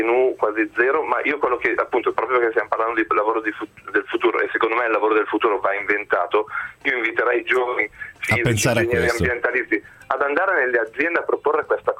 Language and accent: Italian; Ghemme, Piedmont, Italy; Io sono piemontese, di una bellissima cittadina piccolissima, si chiama, sì, Gemme, dove fanno un buonissimo vino